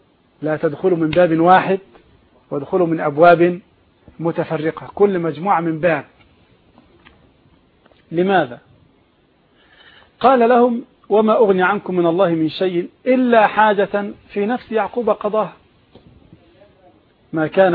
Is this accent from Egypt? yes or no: yes; Egypt; احنا عندنا في مصر هنا الرصيد بالضبط